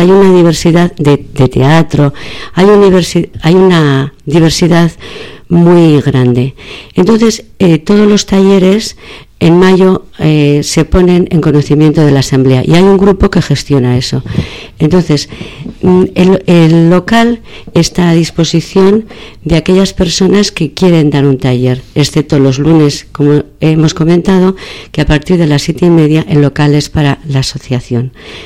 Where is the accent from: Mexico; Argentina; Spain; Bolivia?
Spain; Bilbao, Basque Country; yo soy una mujer de Bilbao